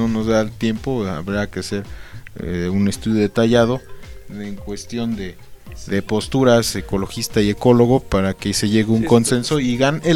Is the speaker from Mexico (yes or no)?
yes; Mexico; nos decimos mexicanos, pero pues bueno, en mi caso yo estoy en ceros en el caso del náhuatl